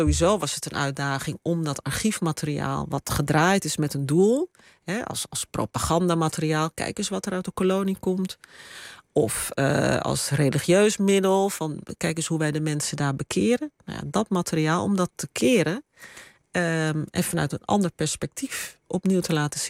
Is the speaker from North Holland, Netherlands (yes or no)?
yes; Amsterdam, North Holland, Netherlands; Er waren zelfs niet in Amsterdam waar ik ben opgegroeid.